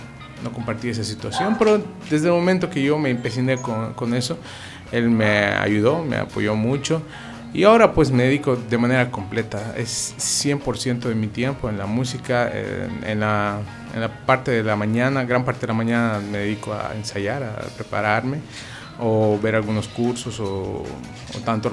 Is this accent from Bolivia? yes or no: yes; Cochabamba, Bolivia; now in Santa Cruz, Bolivia; Sí, yo soy cochabambino de nacimiento, he vivido casi toda mi vida en Cochabamba. Llego acá a Santa Cruz por la situación esta de la carrera, ¿no?